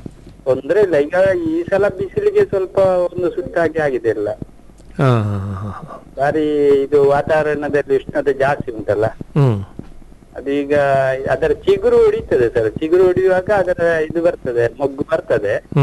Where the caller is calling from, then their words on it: Puttur, Karnataka, India; ಪುತ್ತೂರು, ದಕ್ಷಿಣ ಕನ್ನಡ ಜಿಲ್ಲೆ.